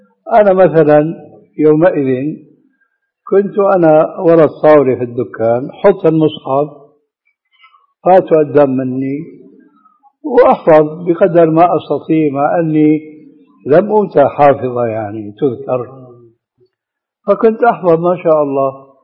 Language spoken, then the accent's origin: Arabic; Syria; النعل الصرارة موجودة، كانت إلى عهد قريب عندنا في سوريا للرجال